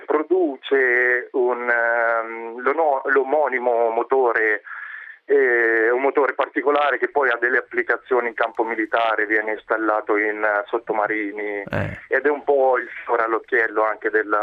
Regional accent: Città di Castello, Umbria, Italy; now in Malmö, Sweden; Io sono di Città di Castello, in provincia di Perugia

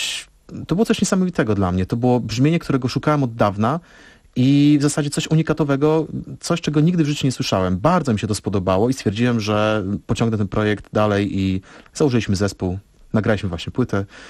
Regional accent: Suwałki, Podlaskie Voivodeship, Poland; jestem oryginalnie, pochodzę z Suwałk.

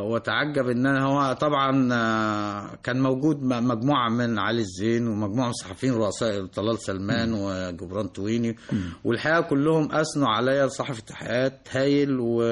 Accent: Egypt; أقول لهم أنا مصري وغريب بينكم ولا أنتمي لا لحركة ولا الميليشيا ولا أنتمي لا موارنة ولا شيعة ولا سنة

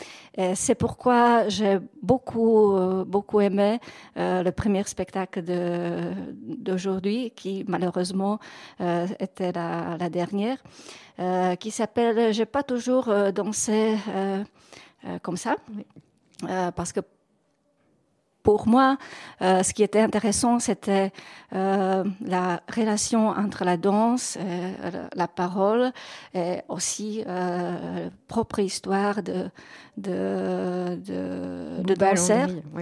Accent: Prague, Czechia; quand je suis revenue chez moi à Prague

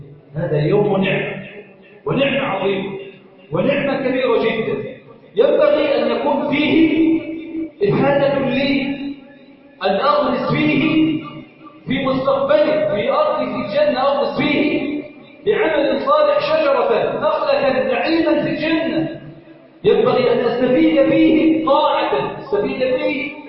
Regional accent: Egypt; اللهم انا نسالك ان تجعل بلدنا مصر سخاء رخاء امنا امانا

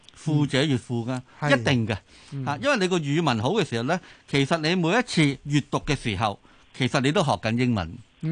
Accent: Guangdong, China; 就算譬如我廣東人學普通話都係嘅

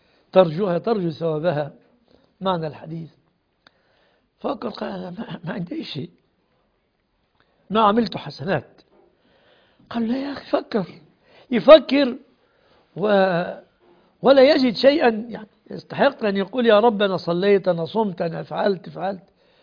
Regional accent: Egypt; خاصة في بلادنا مصر، نسأل الله أن يسلمها ويسلم بلاد

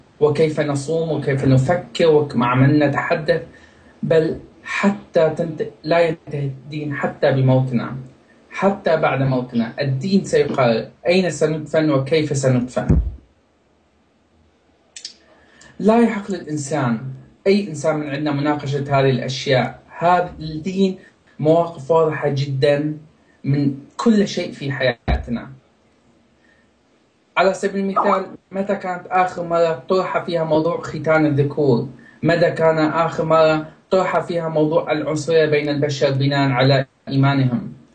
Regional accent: Sweden; من السويد. أهلا وسهلا بالجميع.

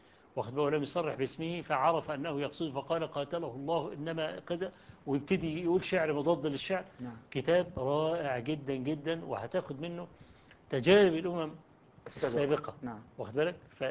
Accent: Egypt; وقلت له أنا جئت من مصر عشان أقابلك وإلى آخره.

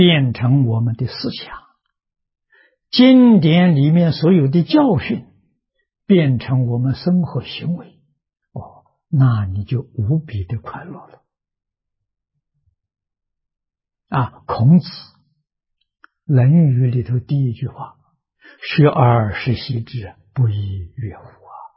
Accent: China; 我们中国人讲良心呢、啊佛法讲本性呢、中国古人也讲本性，本性本善，那就是佛。

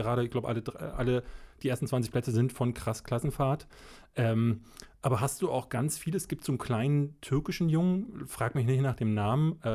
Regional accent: Berlin, Germany; ich bin in Berlin-Marzahn groß geworden. Und Berlin-Marzahn ist in der Zeit, also in den 80er Jahren, Anfang der 80er, ich bin ja 81 geboren, gerade erst gebaut worden. Also die ganzen Außenbezirke Berlins, gerade in den Osten hinein.

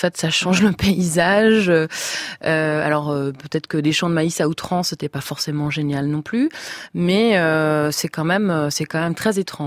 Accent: Indiana, United States; French is a second language; now in France; je suis originaire du Midwest. Et en Indiana, dans mon enfance, il y avait des champs de maïs.

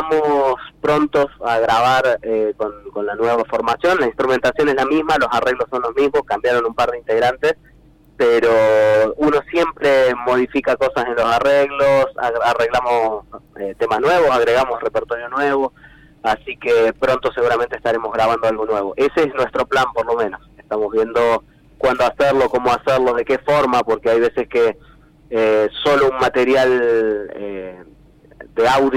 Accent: Córdoba, Argentina; cada vez que ponemos un pie fuera de Córdoba, y somos de Córdoba, el chiste fácil es ¿por qué no hacemos cuarteto?

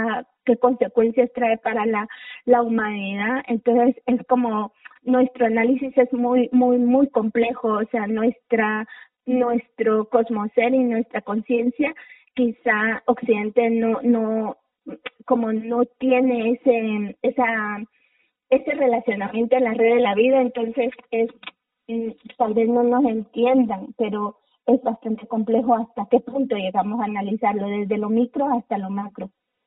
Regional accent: Guatemala; pensar en cómo lo iba a tomar el Estado de Guatemala, cómo iba a actuar contra mi pueblo

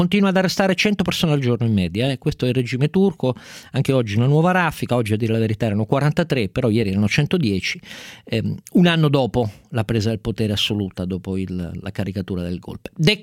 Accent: Turin, Piedmont, Italy; mi è venuto un colpo apoplettico innanzitutto come torinese

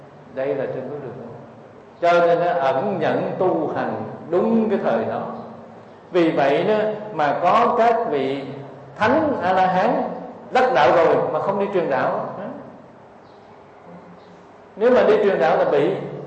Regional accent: Cu Chi, Ho Chi Minh City, Vietnam; Cho nên tôi ở thành phố Hồ Chí Minh mà tôi đi về quê của tôi ở Củ Chi, quê là vùng cách mạng.

